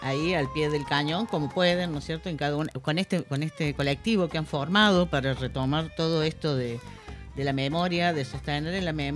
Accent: Córdoba, Argentina; como soy de Córdoba, capital, es como que me imagino todos esos lugares

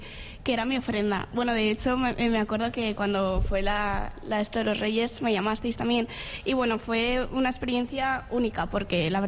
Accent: Valencian Community, Spain; en mi promoción somos muchos valencianos

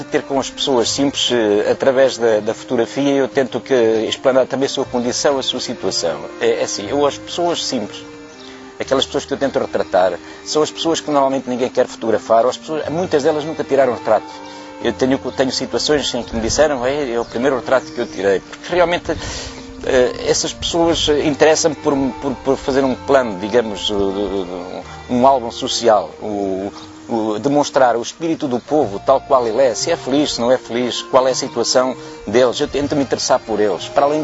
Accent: Norte, Portugal; porque eu também sou transmontano, também vivi

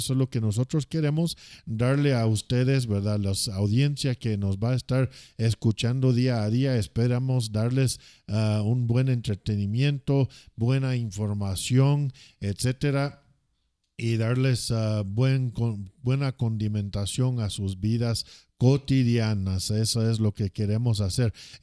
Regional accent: United States; soy norteamericano, soy un americano, tengo 46 años, soy casado.

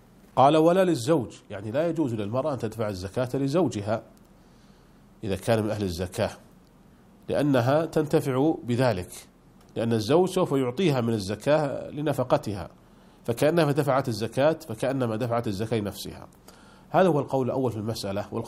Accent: Saudi Arabia; عندنا في المملكة العربية السعودية الضمان الاجتماعي

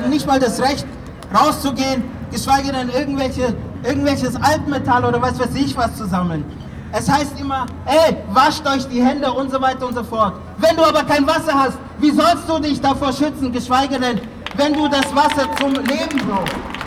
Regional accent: Freiburg, Baden-Württemberg, Germany; also born or lived in Prizren, Kosovo; Ich komme nämlich aus Freiburg, da bin ich aufgewachsen. Geboren bin ich in Kosovo, in Prizren.

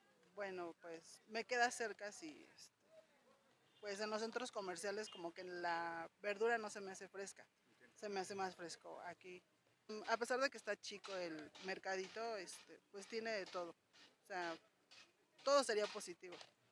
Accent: Tlaxcalancingo, Puebla, Mexico; vengo del pueblo de Tlaxcalancingo.

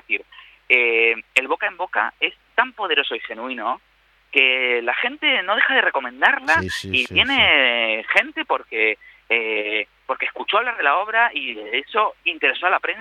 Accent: Spain; now in Argentina; los que estamos fuera de nuestro país, siendo españoles y argentinos

